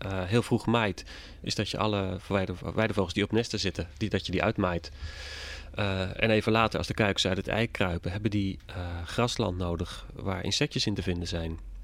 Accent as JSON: {"language": "Dutch", "country": "Netherlands", "said": "Maar uiteindelijk denk ik dat wij als Nederlanders"}